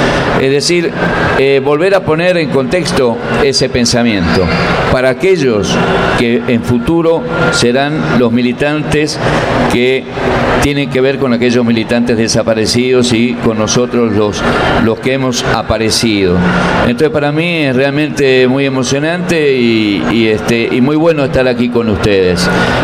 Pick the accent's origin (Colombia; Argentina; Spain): Argentina; Y todavía los argentinos creo que no hemos, me voy a incluir para no dejarme afuera